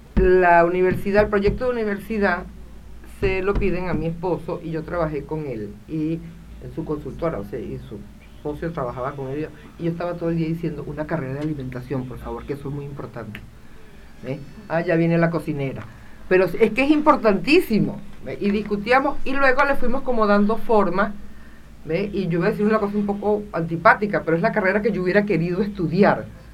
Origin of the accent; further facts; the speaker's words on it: Venezuela; now in Argentina; Así como los venezolanos nos tenemos que animar a cebar mate